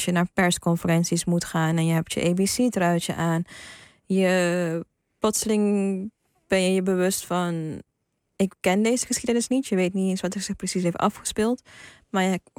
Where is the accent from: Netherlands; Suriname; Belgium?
Suriname; Ik ben inderdaad van 1990, ik ben in Suriname opgegroeid, in een heel onbevangen omgeving